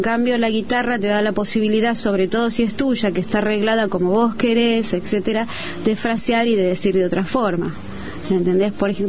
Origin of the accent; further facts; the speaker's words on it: Valentín Alsina, Buenos Aires Province, Argentina; Yo nací en un barrio, soy de Valentín Alsina, nací en una casa que era mitad de chapa, soy hija de obreros, o sea, viste, viví en una casa con piletón, con patio, con parra, con todo lo que dice el tango.